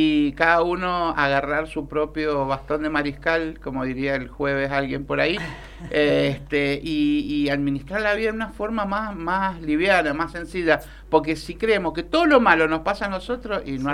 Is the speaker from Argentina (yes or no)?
yes; Argentina; Me desperté pensando lo quejoso que somos los argentinos.